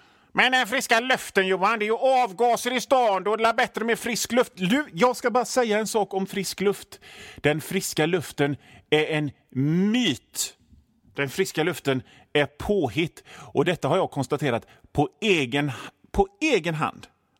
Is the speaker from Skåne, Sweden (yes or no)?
no; Hönö, Västra Götaland County, Sweden; now in Gothenburg, Sweden; Jag är ju från Hönö, så havet är ju liksom en del av mig, va.